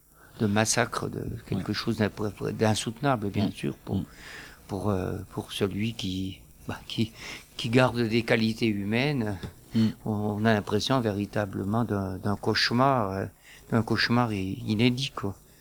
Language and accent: French; France; Moi, je suis français d'origine